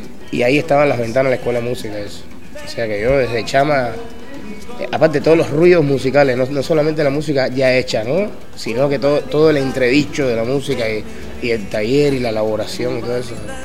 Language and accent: Spanish; Havana, Cuba; born there; Bueno, yo nací en La Habana en el año 64, el 31 de diciembre.